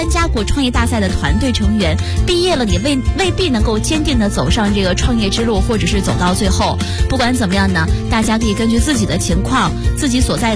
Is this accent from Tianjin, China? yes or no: no; Shandong, China; 继续分享一个来自我家乡的消息，山东的一条消息